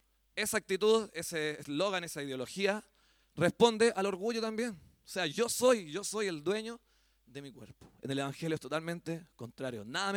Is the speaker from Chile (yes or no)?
yes; Chile; Hablábamos el otro día con un hermano acá de este tema también que se nos instaló como chilenos.